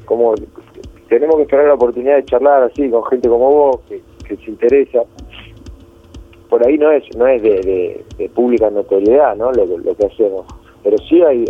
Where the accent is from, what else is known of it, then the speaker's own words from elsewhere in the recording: Rosario, Santa Fe, Argentina; Ni siquiera saben que por ahí somos de Rosario.